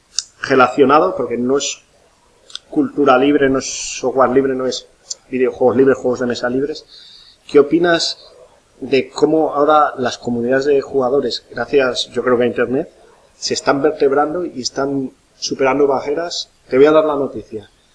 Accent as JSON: {"language": "Spanish", "town": "Salamanca", "region": "Castile and León", "country": "Spain", "said": "yo soy de Salamanca allí"}